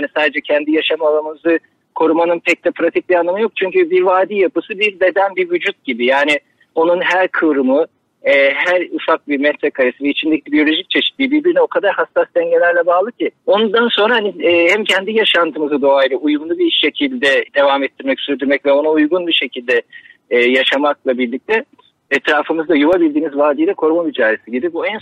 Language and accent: Turkish; Istanbul, Turkey; Ama tabii yani, İstanbul'da doğup büyüdük.